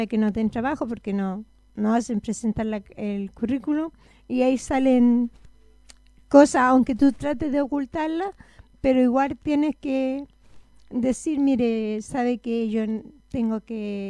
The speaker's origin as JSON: {"language": "Spanish", "town": "Santiago", "region": "Santiago Metropolitan", "country": "Chile", "said": "La verdad, yo soy de Santiago"}